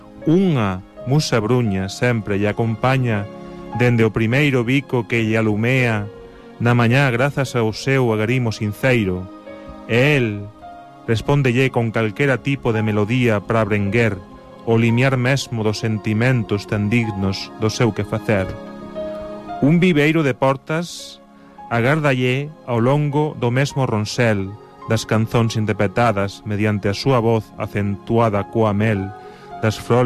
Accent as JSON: {"language": "Galician", "region": "Catalonia", "country": "Spain", "also_born_or_lived": "Andalusia", "said": "Eu son catalán de país andaluces."}